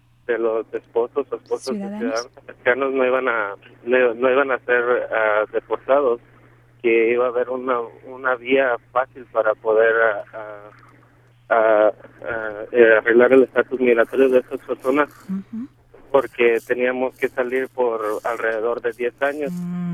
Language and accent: Spanish; Mexico; now in United States; voy a cumplir 14 años estando aquí en permanencia sin salir a México, soy mexicano